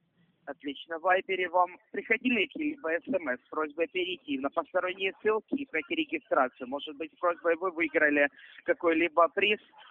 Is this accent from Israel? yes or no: no; Ukraine; now in Moscow, Russia; Я родом из Украины, вы правы.